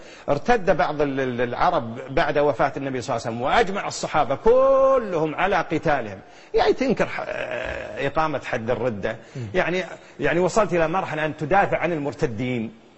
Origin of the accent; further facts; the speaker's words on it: Kuwait; هنا عندنا في الكويت